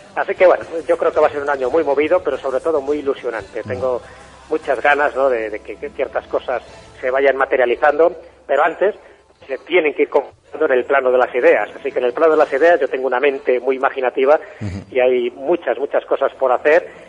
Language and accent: Spanish; Valderas, Castile and León, Spain; en mi pueblo, en Valderas, en León, sí.